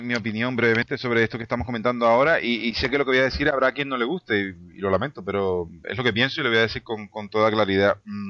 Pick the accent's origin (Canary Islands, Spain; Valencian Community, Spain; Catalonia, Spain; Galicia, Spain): Canary Islands, Spain; Somos todos canarios, pero somos diferentes.